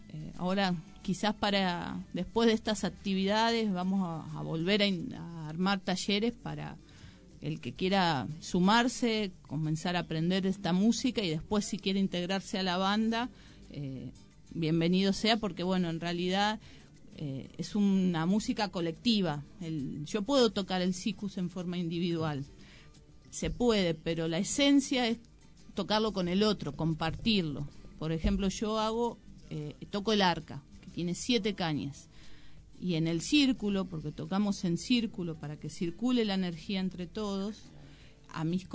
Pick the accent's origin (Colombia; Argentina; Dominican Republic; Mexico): Argentina; Moreno, Buenos Aires Province; Y somos de Moreno, ¿y qué podemos buscar que nos represente?